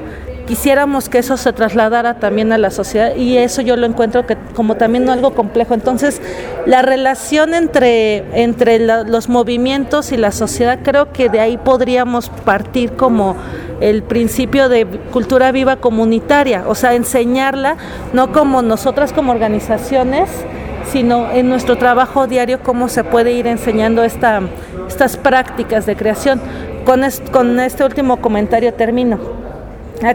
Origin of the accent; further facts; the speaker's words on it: Mexico City, Mexico; now in Puebla, Mexico; yo soy del DF, pero ya tengo varios años aquí en Puebla